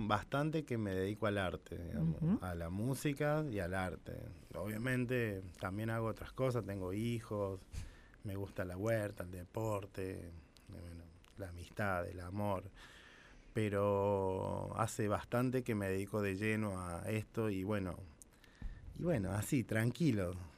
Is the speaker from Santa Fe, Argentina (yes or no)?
no; Córdoba, Argentina; Soy de Córdoba Capital.